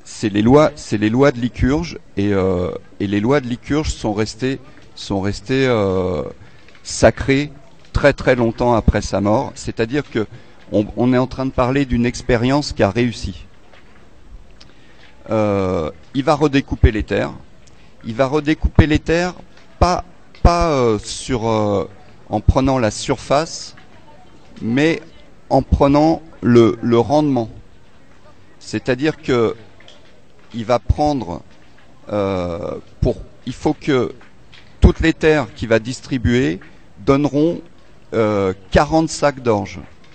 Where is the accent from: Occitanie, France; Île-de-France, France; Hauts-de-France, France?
Île-de-France, France; Montreuil; je viens de Montreuil.